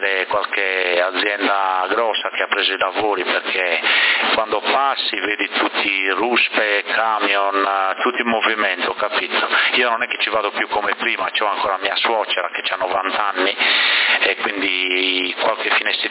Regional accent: Bonorva, Sardinia, Italy; moved away as an adult; now in Sassari, Italy; ai 28 anni prima di sposarmi non vivevo a Sassari, capito? Io sono di Bonorva, sono nato là e ho vissuto lì sino a 26-28 anni, capito? Poi quando mi sono sposato sono venuto a vivere a Sassari.

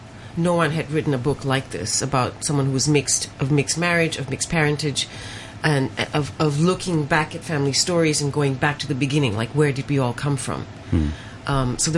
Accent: Malaysia; Growing up Chinese, growing up Punjabi, someone who was of mixed identities, growing up in Malaysia.

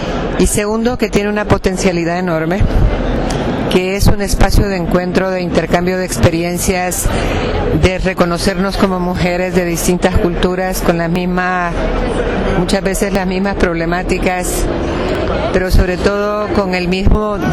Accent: El Salvador; de El Salvador.

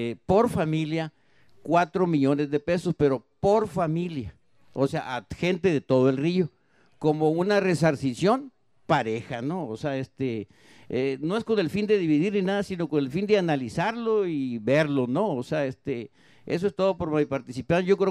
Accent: Ures, Sonora, Mexico; soy ciudadano de Ures.

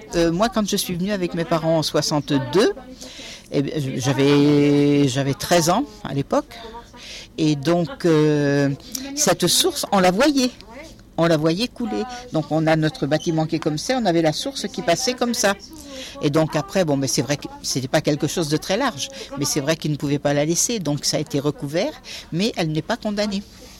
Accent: Angoulême, Nouvelle-Aquitaine, France; je suis arrivée dans le quartier avec mes parents en 62. Alors, j'étais d'Angoulême, hein, quand même, mais dans le quartier depuis 62.

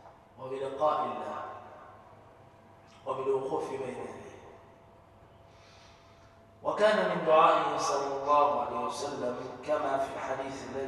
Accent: Egypt; اللهم احفظ مصر بلدتنا من كل مكروه وسوء.

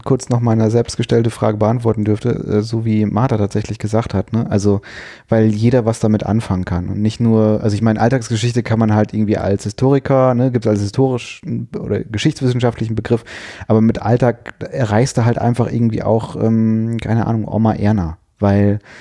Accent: North Rhine-Westphalia, Germany; also ich bin in NRW aufgewachsen

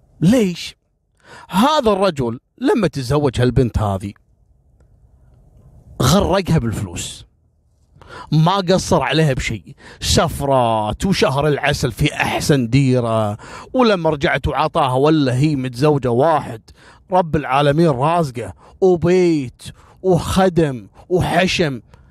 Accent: Kuwait; الحين احنا عندنا في الكويت

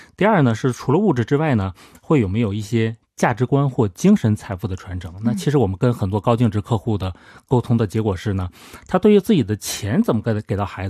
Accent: China; 这个其实我也是我非常佩服我们中国人的一点啊

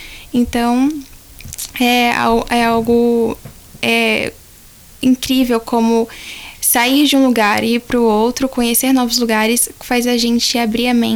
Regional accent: São Paulo, Brazil; moved away; também vim de uma cidade grande, vim de São Paulo, então essa diferença...

